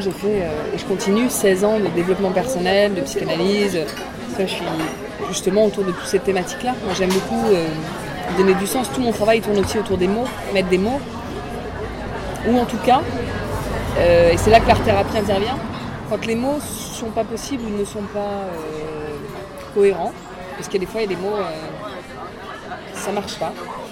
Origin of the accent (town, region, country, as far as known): Réunion, France; born or raised there; also born or lived in Lorraine